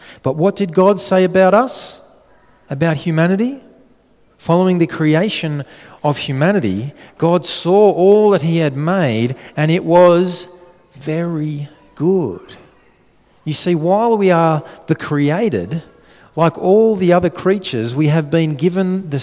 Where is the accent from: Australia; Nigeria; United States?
Australia; Jenny and I, being good Aussie kids